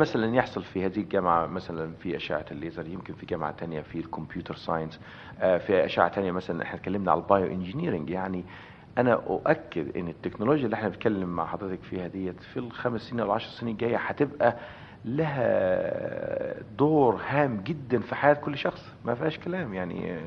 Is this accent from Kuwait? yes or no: no; Egypt; لان انا مصري طبعا